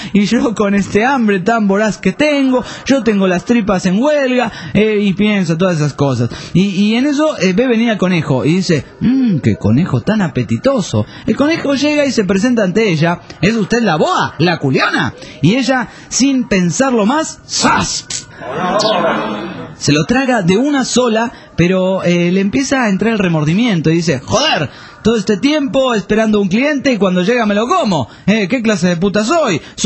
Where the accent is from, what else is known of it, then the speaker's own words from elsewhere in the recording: Colombia; Y soy de Colombia.